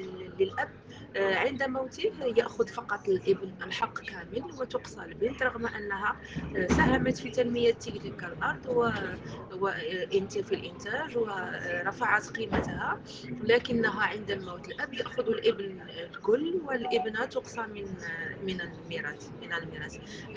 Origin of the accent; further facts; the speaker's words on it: Morocco; أنا من المغرب،